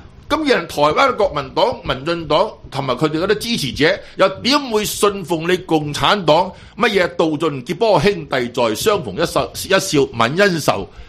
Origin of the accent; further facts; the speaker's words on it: Hong Kong; 令到我哋香港人挫住道氣嘅